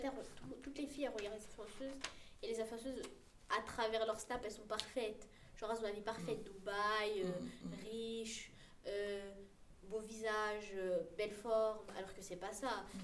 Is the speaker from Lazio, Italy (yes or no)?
yes; Lazio, Italy; Je viens de Lazio.